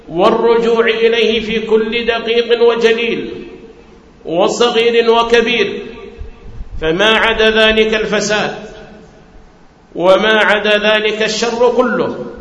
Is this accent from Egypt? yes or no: no; Hadhramaut, Yemen; أن جعل في بلادي حضرموت دعاة على بصيرة، دعاة على علم